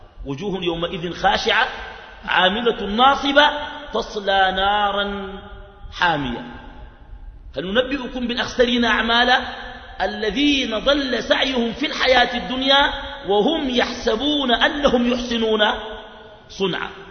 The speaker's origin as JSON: {"language": "Arabic", "country": "Sudan", "said": "وعندنا في السودان مشكلة، الموتى يحيون"}